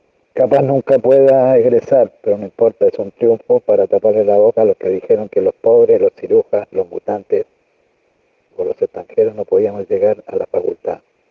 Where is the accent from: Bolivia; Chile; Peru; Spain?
Chile; now in Argentina; tengo 59 años, soy chileno y desde el año 87 que estoy en Argentina.